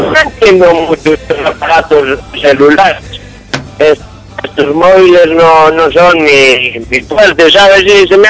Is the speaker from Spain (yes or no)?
yes; Galicia, Spain; now in Argentina; Y bueno, yo soy gallego y tenemos a los vascos, a los catalanes, a los valencianos y todo eso.